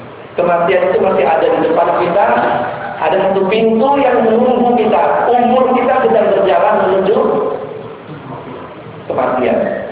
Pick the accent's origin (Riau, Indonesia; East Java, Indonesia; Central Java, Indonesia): East Java, Indonesia; Surabaya; dulu di kampung saya di Surabaya